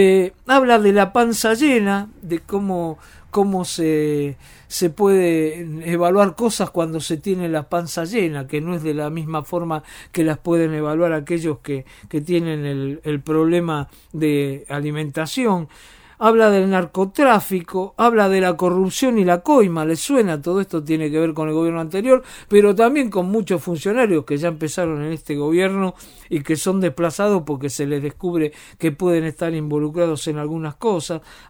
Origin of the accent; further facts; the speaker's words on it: Buenos Aires, Argentina; Yo soy de Boedo, todos los días trabajo en Almagro